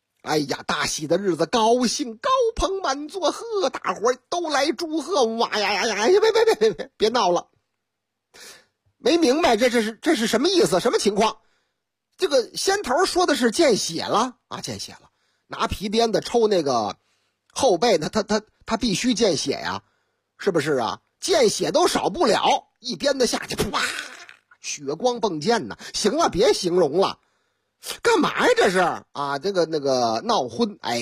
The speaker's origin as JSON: {"language": "Chinese", "region": "Shanghai", "country": "China", "tie": "born or raised there", "said": "你看我老家嘛，哎，俺的老家上海人心就是细"}